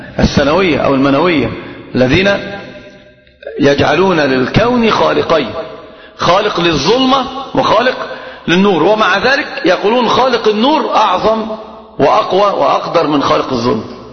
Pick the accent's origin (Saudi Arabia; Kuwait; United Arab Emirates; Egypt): Egypt; وعندنا في مصر الكلام عجيب